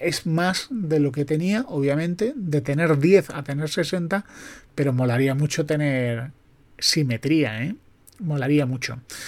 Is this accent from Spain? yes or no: yes; Andalusia, Spain; yo que soy andaluz y que soy desconfiado